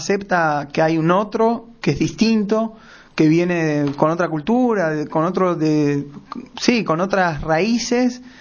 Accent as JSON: {"language": "Spanish", "country": "Argentina", "said": "un poco como somos los argentinos, ¿no?"}